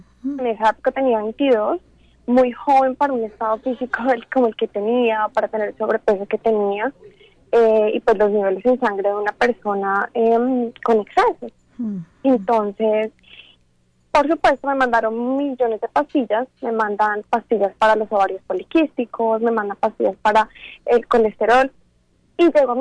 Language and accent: Spanish; Colombia; Fue un año exactamente en Estados Unidos. Yo soy de Colombia. Al regresar a Colombia